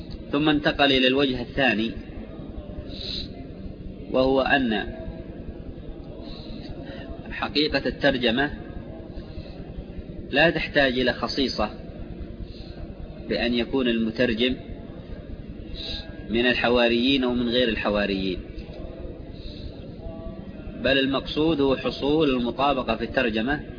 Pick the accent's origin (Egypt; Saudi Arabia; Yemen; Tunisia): Yemen; من لغات العرب الحميرية التي فيها فروع كلغات أهل المهرة عندنا في اليمن